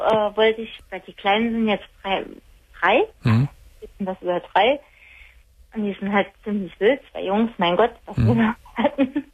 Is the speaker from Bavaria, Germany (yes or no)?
no; Saarland, Germany; also born or lived in Heidelberg; Ich komme aus dem Saarland, war jetzt aber 7 Jahre in Heidelberg.